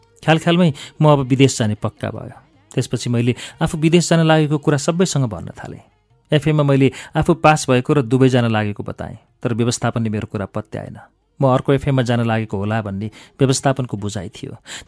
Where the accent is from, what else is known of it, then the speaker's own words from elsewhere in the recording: Kathmandu, Bagmati, Nepal; काठमाडौँको पुरानै बासिन्दा हो मेरो परिवार. उच्च मध्यमवर्गीय परिवारमा आरुबारी सिमलटारमा म जन्मिएँ.